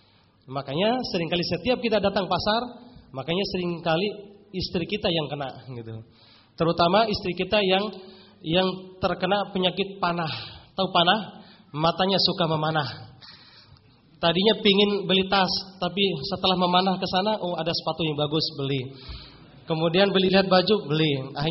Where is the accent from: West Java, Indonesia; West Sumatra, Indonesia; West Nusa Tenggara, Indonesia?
West Nusa Tenggara, Indonesia; Bima; Kalau di daerah saya aslinya Nusa Tenggara Barat dari Bima gitu.